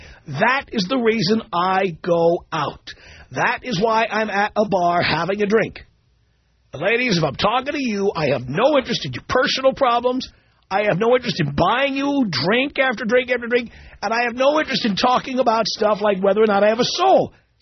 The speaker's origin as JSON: {"language": "English", "town": "New York City", "region": "New York", "country": "United States", "moved": "yes", "lives_now": "Los Angeles, United States", "said": "I don't think of myself as a New Yorker. I've been gone from New York for 25 years."}